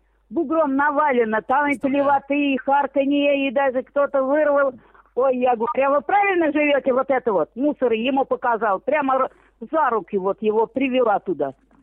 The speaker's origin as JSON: {"language": "Russian", "town": "Tula", "region": "Tula Oblast", "country": "Russia", "tie": "born or raised there", "lives_now": "Moscow, Russia", "said": "А я из Тулы, я в Туле родилась, и во время войны эвакуирована из Тулы, в какую-то деревню. Потом я там за военного вышла замуж, и вот попалась в Москву. А в Москве-то осталась одна, 3 детей"}